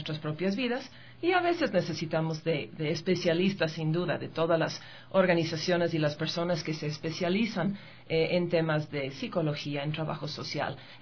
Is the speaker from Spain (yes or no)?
no; New York, United States; now in Tumbaco, Ecuador; Originalmente soy de Nueva York, pero la verdad yo me gusta decir que soy de la Santa República de Tumbaco.